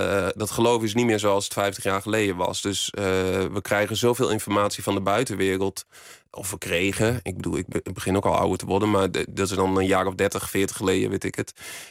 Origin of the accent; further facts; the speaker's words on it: Borne, Overijssel, Netherlands; accent: Twente; Ik kom uit Twente. Dat is misschien nog een beetje te horen in mijn tongval.